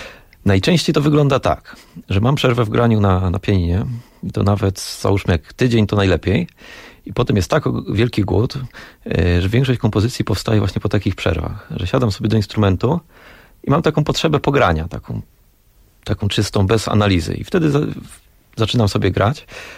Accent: Łódź, Łódź Voivodeship, Poland; Urodziłem się w Łodzi, mieszkam w Łodzi i tam też pozostałem.

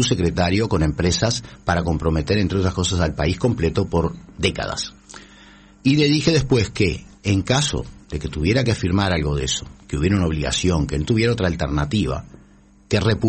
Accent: Uruguay; los que perdemos y pagamos todos somos los uruguayos.

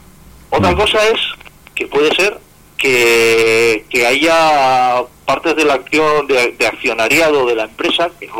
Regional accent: Palencia, Castile and León, Spain; porque en sí yo soy de Palencia

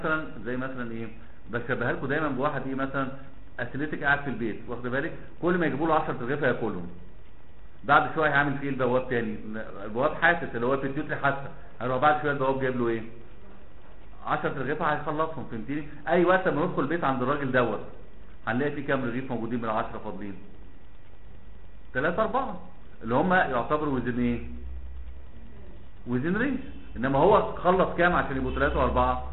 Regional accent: Alexandria, Alexandria Governorate, Egypt; now in Cairo, Egypt; احنا اساسا من اسكندريه انا عايش في القاهره

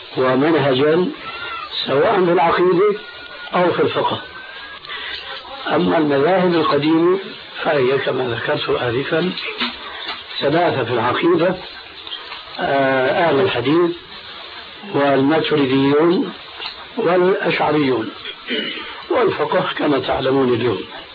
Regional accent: Syria; كما يقولون عندنا في سوريا هات إيدك وامشي

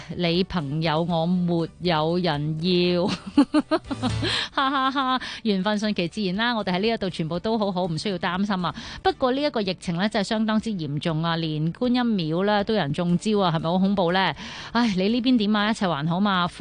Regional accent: Taiwan; 喂，你好啊，我系台湾人嚟噶

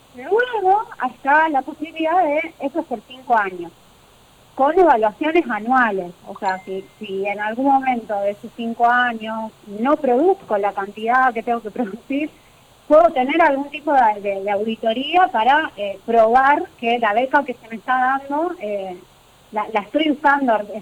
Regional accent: Gálvez, Santa Fe, Argentina; now in Catamarca, Argentina; por eso vivo acá en Catamarca, yo soy de Galvez.

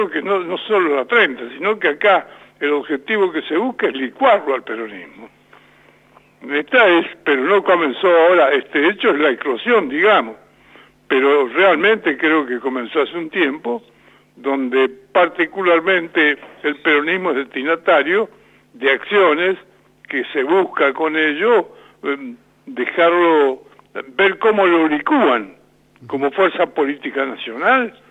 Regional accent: La Pampa, Argentina; Pero somos peronistas, somos pampeanos, somos argentinos, punto.

